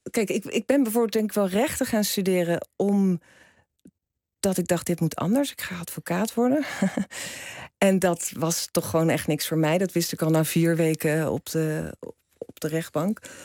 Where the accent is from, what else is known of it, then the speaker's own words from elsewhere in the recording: Rotterdam, South Holland, Netherlands; Ik groeide op in Kralingen.